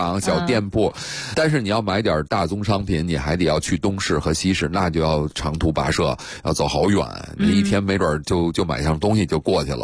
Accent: Japan; Chinese is a second language; 我日本人现在有些寺庙依然还在用夯土墙

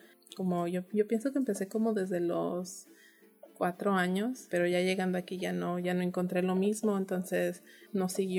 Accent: La Plaza de Limón, Michoacán, Mexico; pero vengo de Michoacán, en un pueblito que se llama la Plaza de Limón, Michoacán, México. Es este municipio de Iztalán.

